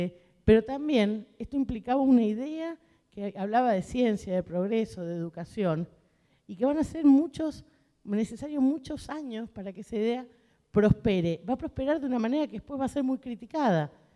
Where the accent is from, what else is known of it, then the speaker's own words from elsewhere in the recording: San Juan, Argentina; Sigo repitiendo, yo soy sanjuanina